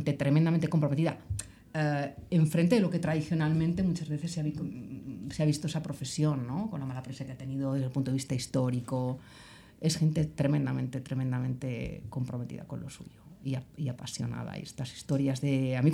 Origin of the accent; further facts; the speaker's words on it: Palma de Mallorca, Balearic Islands, Spain; yo empecé en el mundo teatral con 12 añitos en Palma de Mallorca. Yo soy de Palma de Mallorca y empecé a formarme ahí en la escuela de teatro que llevaba Xes Forteza